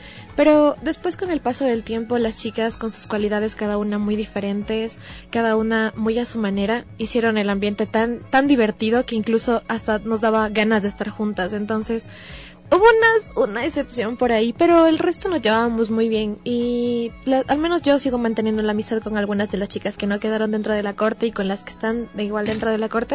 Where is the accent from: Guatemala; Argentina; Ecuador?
Ecuador; Quito, Pichincha; Yo soy quiteña y está en el, como les dije, está en el sur de Quito.